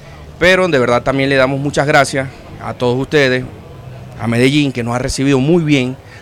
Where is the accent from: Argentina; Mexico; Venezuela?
Venezuela; now in Colombia; Y sí, somos venezolanos, somos un grupo artístico, el cual ahorita estamos haciendo esto aquí en Colombia